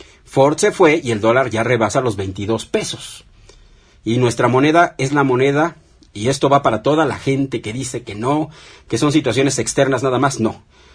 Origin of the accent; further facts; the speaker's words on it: Mexico; lo que debemos temer todos nosotros como mexicanos